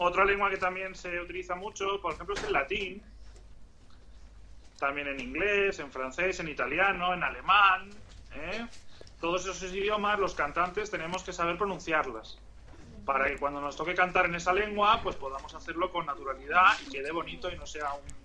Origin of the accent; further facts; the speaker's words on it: Spain; yo soy español y me siento español y me encanta la música española